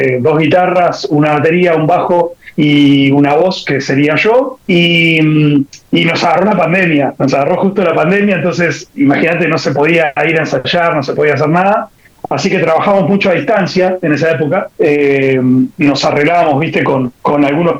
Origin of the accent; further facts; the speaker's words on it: Buenos Aires, Argentina; justo están cerca del barrio donde vivo yo soy de Capital Federal, y yo estoy cerca de Mataderos, del barrio de Mataderos.